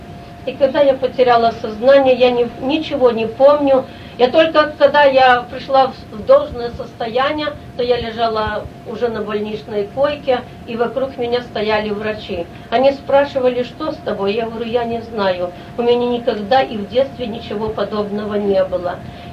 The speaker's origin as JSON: {"language": "Russian", "country": "Belarus", "tie": "born or raised there", "said": "я родом отсюда, с Белоруссии, назад возвратиться домой"}